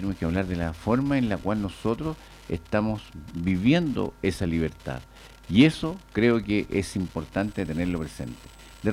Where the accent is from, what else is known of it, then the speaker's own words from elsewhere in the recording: Chile; tenemos que lograr tener presente como chileno